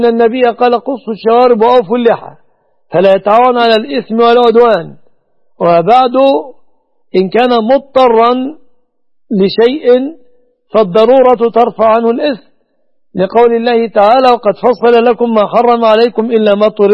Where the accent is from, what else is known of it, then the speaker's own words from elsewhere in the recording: Egypt; هذا وأسأل الله أن يحفظ بلادنا مصر وسائر بلاد المسلمين آمنة مطمئنة من كل مكروه وسوء،